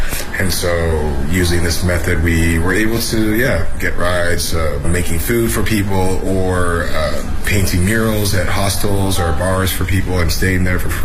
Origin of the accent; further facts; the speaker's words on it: Canada; now in Beijing, China; I'm from Canada, and I'm a chef in Beijing